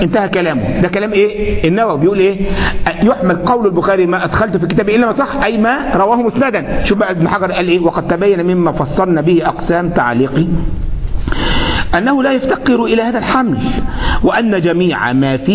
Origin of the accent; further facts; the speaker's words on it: Egypt; كنت في عندنا في مصر